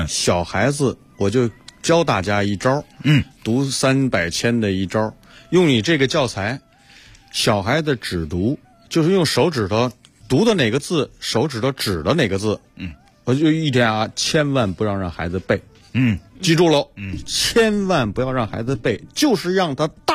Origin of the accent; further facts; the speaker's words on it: Beijing, China; 我小的时候在北京，